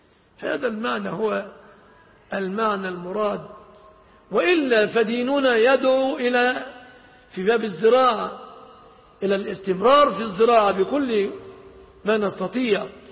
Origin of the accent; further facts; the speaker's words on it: Egypt; إذا انشغلنا في بلادنا مصر بمصانع الشيبسي